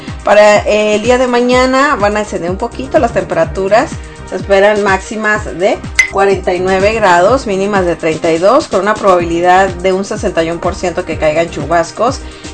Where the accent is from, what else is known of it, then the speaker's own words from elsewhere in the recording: Sonora, Mexico; La verdad es que en Sonora, o sea, de donde yo soy, hace mucho calor.